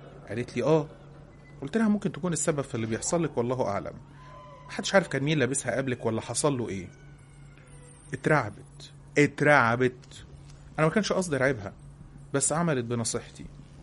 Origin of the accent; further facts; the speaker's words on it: Cairo, Cairo Governorate, Egypt; انا عندي 21 سنة، انا من القاهرة،